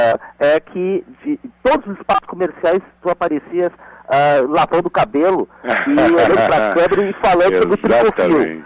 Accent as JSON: {"language": "Portuguese", "region": "Piauí", "country": "Brazil", "lives_now": "Porto Alegre, Brazil", "said": "eu, no caso, sou do Piauí, mas moro em Porto Alegre"}